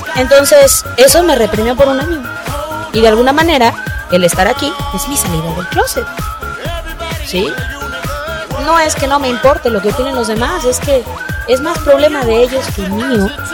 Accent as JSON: {"language": "Spanish", "region": "San Luis Potosí", "country": "Mexico", "said": "porque todas somos potosinas"}